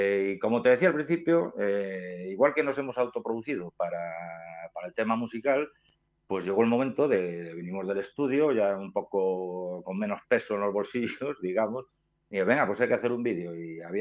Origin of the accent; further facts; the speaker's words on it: Ponferrada, Castile and León, Spain; Nos queda un poco lejos y tal